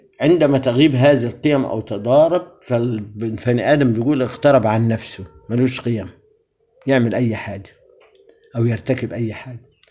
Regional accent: Egypt; إحنا كمصريين لنا ثقافة كلنا عامة

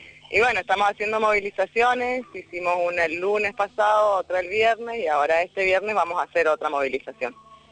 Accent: Mendoza, Argentina; Sí, sí, somos de Mendoza.

